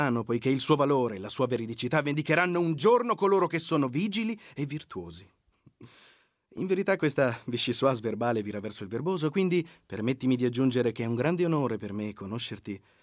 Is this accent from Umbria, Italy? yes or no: yes; Perugia, Umbria, Italy; E vengo da Perugia.